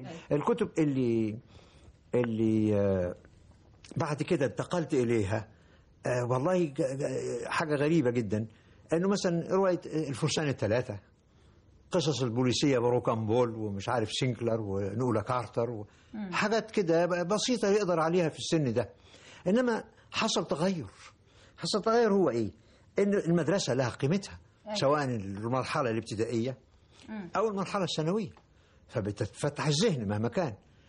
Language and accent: Arabic; Cairo, Cairo Governorate, Egypt; born there; أنا راجل مولود في القاهرة وما كنتش لسه شفتش البحر إلا لما وصلت سن 14-16 سنة أو حاجة زي كده.